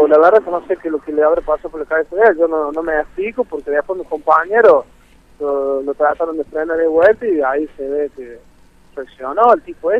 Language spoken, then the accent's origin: Spanish; Villa Mercedes, San Luis, Argentina; born there; soy nacido acá en Villa Mercedes